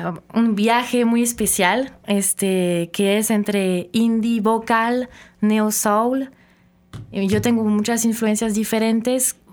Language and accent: Spanish; France; porque yo soy de origen de Francia. Pero ahorita me he enfocado a escribir en español y en francés, realmente en los 2 idiomas.